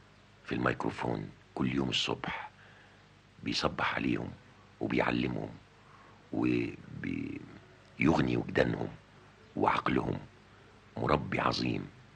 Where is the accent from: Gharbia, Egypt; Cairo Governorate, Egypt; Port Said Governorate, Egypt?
Port Said Governorate, Egypt; Port Said; وأنا ما زلت في بلدي بورسعيد كنت أتابعها شأن كل المصريين